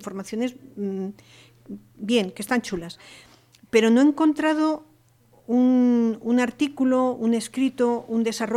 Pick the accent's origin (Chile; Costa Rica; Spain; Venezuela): Spain; Madrid, Community of Madrid; moved away; Yo soy madrileña, llevo aquí muchísimos años